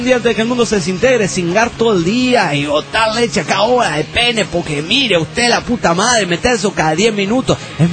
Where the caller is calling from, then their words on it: Trujillo, La Libertad, Peru; de Trujillo, Perú.